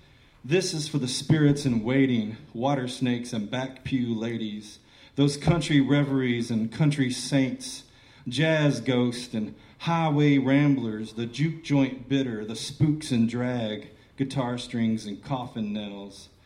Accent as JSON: {"language": "English", "region": "Kentucky", "country": "United States", "moved": "yes", "said": "I'm an expat from Kentucky, and this first poem's dedicated to my good buddy Tommy Gaffney, a fellow Kentuckian."}